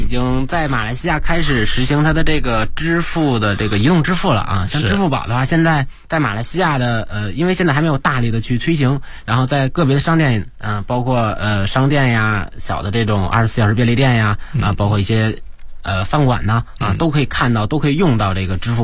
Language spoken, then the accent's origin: Chinese; China; 然后他知道我是中国人之后，然后他用中文跟我交流。